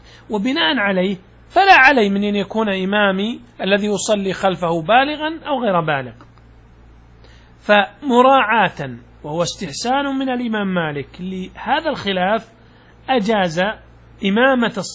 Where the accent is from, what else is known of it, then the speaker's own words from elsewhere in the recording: Najd, Saudi Arabia; تقلط عندنا في نجد معناها أنك تدخل البيت،